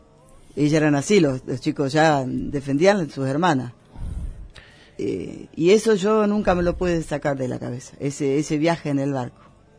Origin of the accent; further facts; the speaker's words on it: Concordia, Entre Ríos, Argentina; Nací en Concordia mismo.